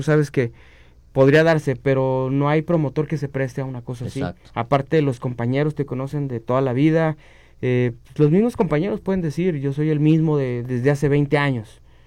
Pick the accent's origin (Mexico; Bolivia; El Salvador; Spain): Mexico; soy mexicano